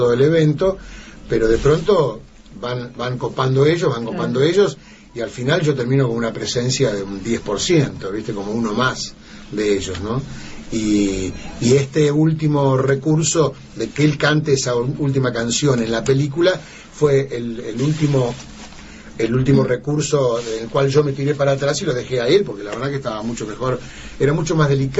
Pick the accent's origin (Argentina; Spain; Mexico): Argentina; Cañada, Santa Fe; now in Buenos Aires, Argentina; Yo tenía mi grupo de rock en mi pueblo, en Cañada, pero cuando fui a Buenos Aires fui solista